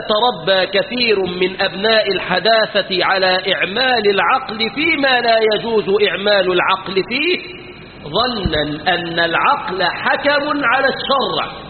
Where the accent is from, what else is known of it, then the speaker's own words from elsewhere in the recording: Egypt; في بلادنا مصر